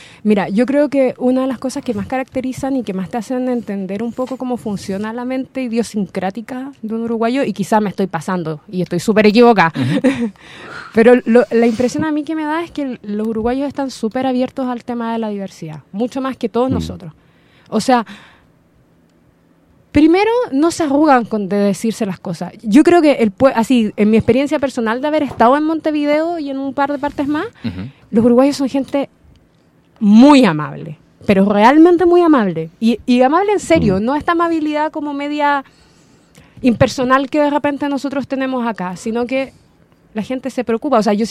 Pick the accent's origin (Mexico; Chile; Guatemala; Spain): Chile; igual como a mí me pasa de que yo soy chilena